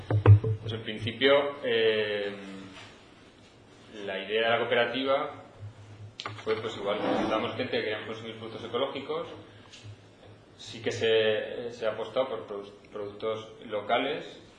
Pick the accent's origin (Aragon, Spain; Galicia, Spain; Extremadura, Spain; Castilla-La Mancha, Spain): Aragon, Spain; como hay gente que somos de la Magdalena, que estamos subiendo a Torrero por los productos